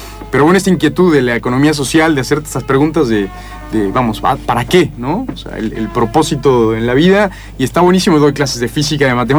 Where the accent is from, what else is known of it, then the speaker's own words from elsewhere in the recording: Mexico; now in Argentina; yo soy de México y... A ver, la verdad que nunca me imaginé estar en Argentina.